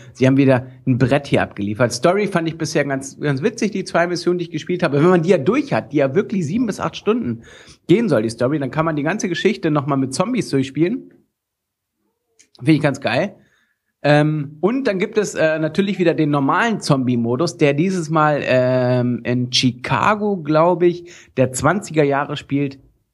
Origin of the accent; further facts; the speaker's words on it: Lower Saxony, Germany; Ich komme aus Niedersachsen, du.